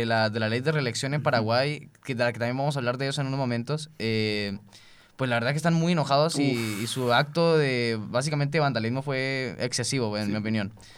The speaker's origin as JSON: {"language": "Spanish", "country": "Colombia", "said": "Y el aluvión en Mocoa, en Colombia, que pues soy colombiana, así que en algo me afecta esta noticia."}